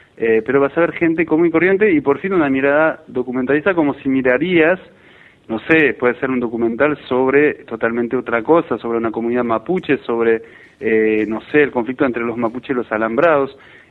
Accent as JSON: {"language": "Spanish", "country": "France", "second_language": "Spanish", "moved": "yes", "lives_now": "Argentina", "said": "yo vengo de Francia, hace 10 años que vivo acá, sinceramente es un paso histórico, porque yo nunca te hubiera dicho hace 10 años que pasaría esto y en este país, y yo llegué en el 2001"}